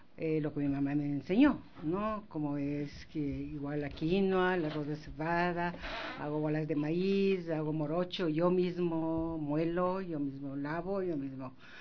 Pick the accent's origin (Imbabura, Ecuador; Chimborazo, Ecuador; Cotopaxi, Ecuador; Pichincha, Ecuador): Chimborazo, Ecuador; Riobamba; Primero, nosotros somos de Riobamba.